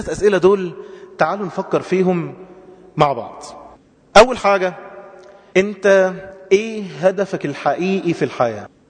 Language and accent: Arabic; Egypt; عندنا في مصر أكتر من 5 مليون عانس